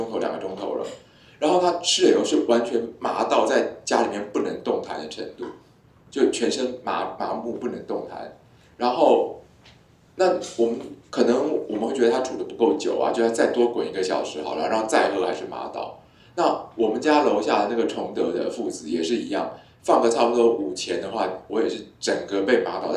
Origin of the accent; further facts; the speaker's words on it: Taiwan; 就是10年前，我们台湾人好像还比大陆人有钱，就是好东西都来台湾